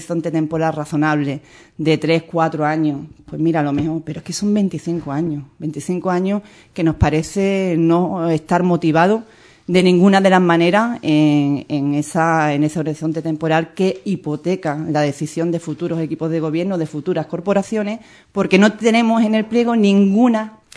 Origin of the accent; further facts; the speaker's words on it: Andalusia, Spain; las leyes autonómicas que nos obligan a contribuir como andaluces